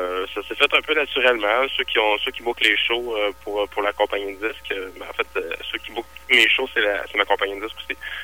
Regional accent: Quebec, Canada; vu que je suis québécois puis je suis francophone

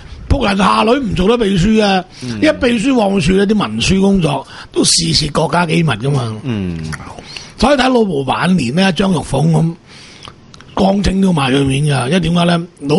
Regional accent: Guangdong, China; 不过到而家咧，终于俾我哋广东人赢翻啦。

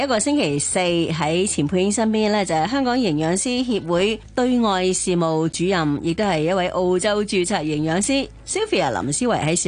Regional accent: China; 其 實我哋中國人都係一早已經係好有智慧

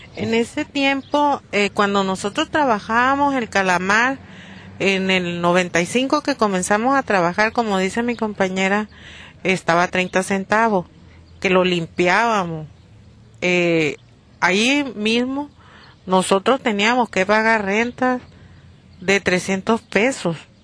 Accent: Santa Rosalía, Baja California Sur, Mexico; soy de Santa Rosalía, soy trabajadora calamarera.

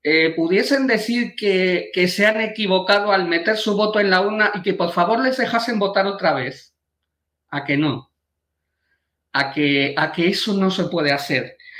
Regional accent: Valladolid, Castile and León, Spain; now in Vigo, Spain; ¿se imaginan ustedes que en mi tierra ahora mismo se está votando a estas horas? Aunque yo vivo en Vigo, yo soy de Valladolid.

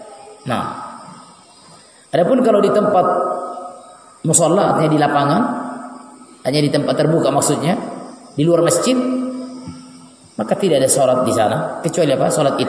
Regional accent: Polmas, West Sulawesi, Indonesia; pernah terjadi di kampung saya dulu, tempat lahir saya dulu di Polmas

